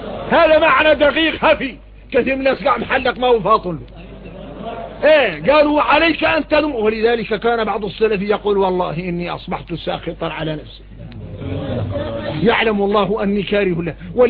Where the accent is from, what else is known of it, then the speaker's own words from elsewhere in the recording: Mauritania; ونقوم احنا موريتاني فينا الروق.